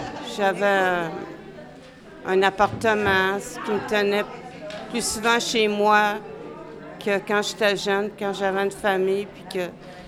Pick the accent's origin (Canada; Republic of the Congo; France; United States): Canada; Montreal, Quebec; Ben, j'ai grandi dans une ville montréalaise, à La Salle.